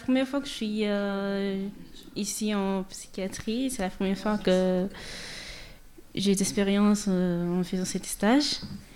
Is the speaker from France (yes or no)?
no; Guinea-Bissau; Moi, je viens de Guinée-Bissau, mais j'ai de nationalité portugaise.